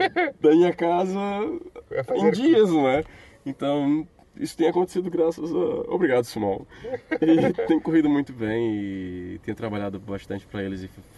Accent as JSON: {"language": "Portuguese", "region": "Maranhão", "country": "Brazil", "said": "vim do Maranhão pra... Pronto, tô aqui."}